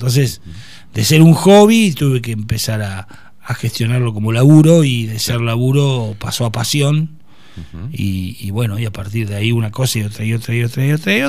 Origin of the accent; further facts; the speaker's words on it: Tandil, Buenos Aires Province, Argentina; Yo soy nacido y criado acá en Tandil.